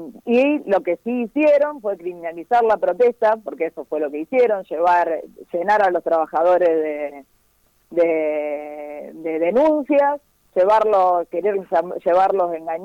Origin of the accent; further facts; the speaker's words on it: Rosario, Santa Fe, Argentina; now in Reconquista, Argentina; ambas somos rosarinas, yo ahora estoy en Reconquista, iba y venía de Rosario antes de la pandemia, ahora hace 150 días que estoy acá